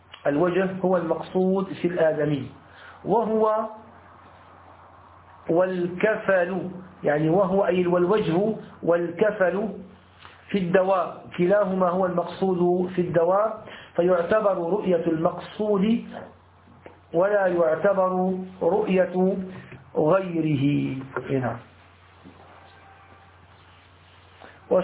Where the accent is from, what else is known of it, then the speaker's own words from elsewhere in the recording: Damascus Governorate, Syria; يعني يسموها عندنا في سوريا في الشام أرض الديار